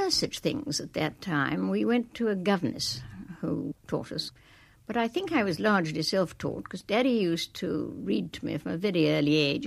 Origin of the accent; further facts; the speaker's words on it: Shimla, Himachal Pradesh, India; born there; Yes, I was born there. I was born in Simla, and I don't think you can get much more Raj than that.